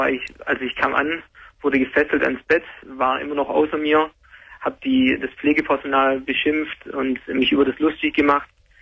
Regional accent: Baden-Württemberg, Germany; also ich komme aus Schwabenland und ja.

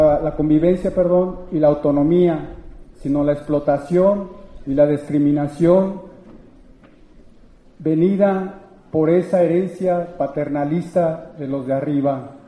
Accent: Uruapan, Michoacán, Mexico; Yo vengo de Uruapan

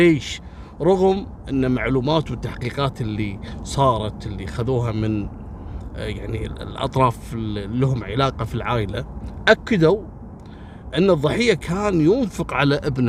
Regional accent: Kuwait; أو أنا ما شفتها عندنا في الكويت

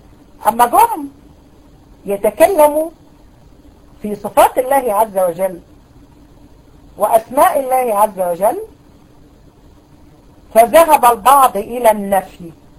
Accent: Egypt; على فكرة المذهب الأشعري عندنا في مصر

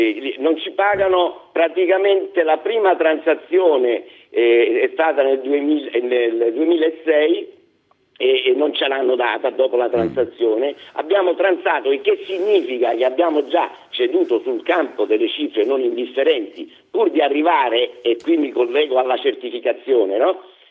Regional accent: Sicily, Italy; ne parlo io che sono siciliano d'origine, quindi non è un'offesa

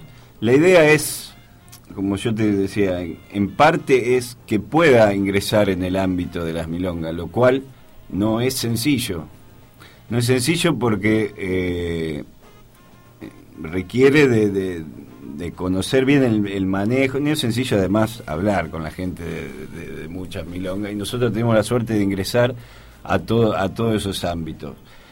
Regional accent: Rosario, Santa Fe, Argentina; Yo soy de Rosario, como … como el Che.

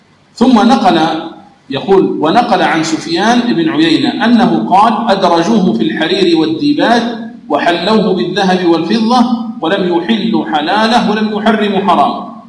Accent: Algeria; وفرنسا كما تعلمون لما دخلت إلى بلادنا الجزائر

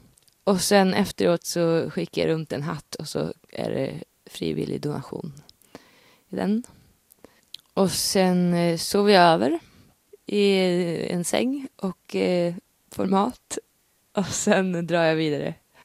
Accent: Stockholm County, Sweden; När jag växte upp, i Sverige i en skog utanför Stockholm

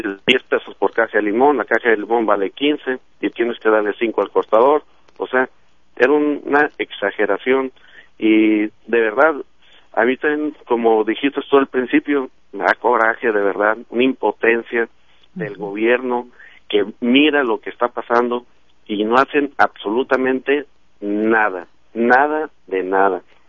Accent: Tepalcatepec, Michoacán, Mexico; now in United States; Yo soy originario también de Tepalcatepec.

